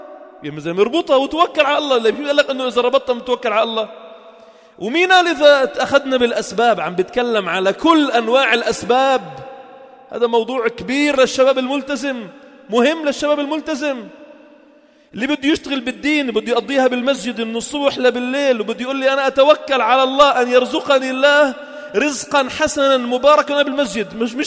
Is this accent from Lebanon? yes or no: yes; Sidon, South Governorate, Lebanon; فكان في منطقة شرحبيل عندنا في صيدا كان له مكوث ومقام للجهاد في سبيل الله